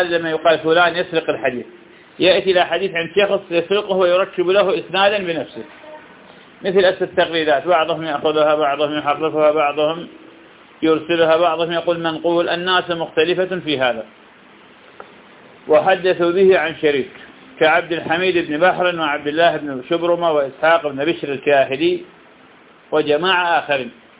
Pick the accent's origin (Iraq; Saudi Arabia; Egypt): Iraq; البصرة من أغلى المحافظات عندنا بالعراق، وأهلها الآن للأسف من أفقر الناس